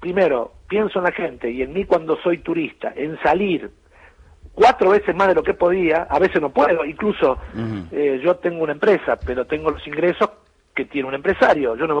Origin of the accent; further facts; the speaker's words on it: Buenos Aires, Argentina; born there; now in Villa Carlos Paz, Argentina; yo nací en Capital Federal, pero me vine a vivir a Carlos Paz en el 99, hace 15 casi, uh-huh. perdón, 16.